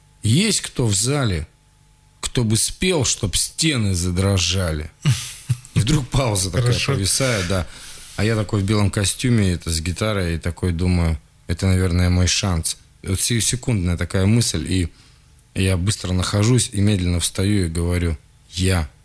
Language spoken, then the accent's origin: Russian; Siberia, Russia; я из Сибири.